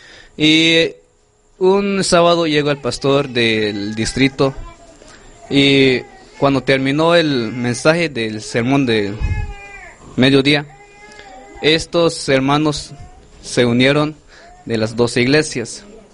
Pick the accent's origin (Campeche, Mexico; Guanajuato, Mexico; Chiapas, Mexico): Chiapas, Mexico; Soy de Chiapas, Huichipán, Sombra Carrizal.